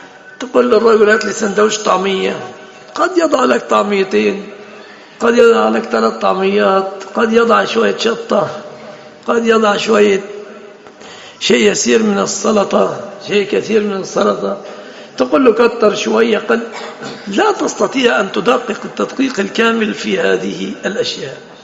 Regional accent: Egypt; يتفصل جيب عندنا في مصر يفصلوا المتبرجات جيب

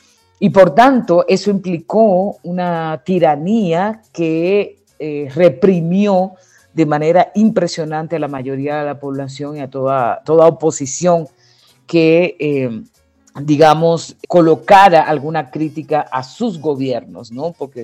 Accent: Santiago, Dominican Republic; es de mi pueblo, de Santiago, donde yo nací y me crié

